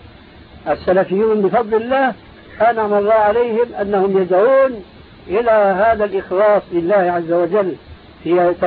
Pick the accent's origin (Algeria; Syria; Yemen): Syria; كما يقول عندنا في الشام قشرة بصلي